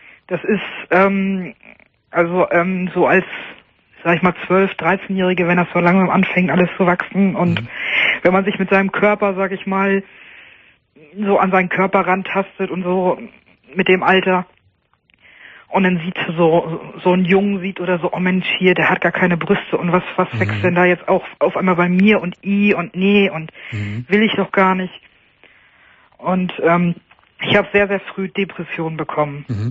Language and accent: German; Lower Saxony, Germany; weil ich komme aus Niedersachsen